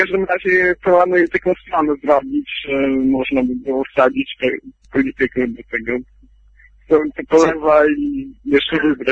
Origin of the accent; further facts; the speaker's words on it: Białystok, Podlaskie Voivodeship, Poland; No ja z Białegostoku jestem, w Podlasie.